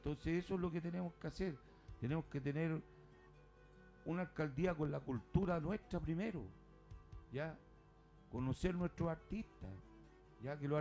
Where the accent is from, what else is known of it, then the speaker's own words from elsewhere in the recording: Puente Alto, Santiago Metropolitan, Chile; Ese es mi pueblo, ese es Puente Alto.